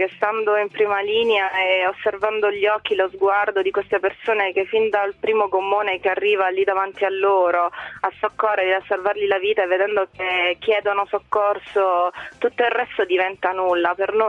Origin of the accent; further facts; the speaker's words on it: Taranto, Apulia, Italy; Io sono di Taranto, quindi fin da piccolina osservavo la Marina dall'esterno e ne ero innamorata